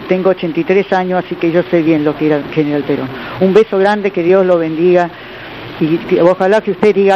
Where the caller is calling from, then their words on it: Lanús, Buenos Aires Province, Argentina; de Lanús.